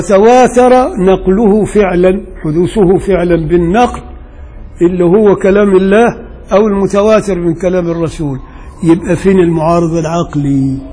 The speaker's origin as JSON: {"language": "Arabic", "region": "Upper Egypt", "country": "Egypt", "said": "انا راجل صعيدي وبغير على اللي هنا."}